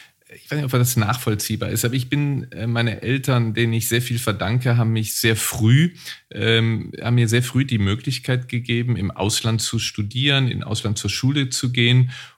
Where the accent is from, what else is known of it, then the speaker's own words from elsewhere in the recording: Neuss, North Rhine-Westphalia, Germany; viele meiner besten Freunde kommen daher und ich gehe immer sehr, sehr gerne in meine Heimatstadt Neuss zurück.